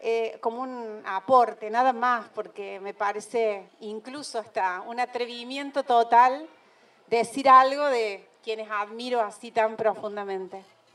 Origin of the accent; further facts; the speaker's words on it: Villa María, Córdoba, Argentina; Un lujazo estar acá. Soy de Villa María.